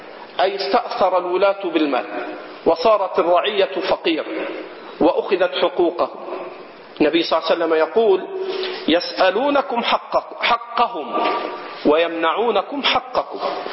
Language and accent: Arabic; Egypt; عندنا في مصر